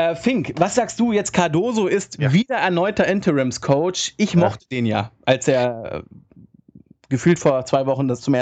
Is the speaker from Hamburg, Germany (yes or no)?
yes; Hamburg, Germany; Ich würde als Hamburger sagen, zwar ein Erzrivale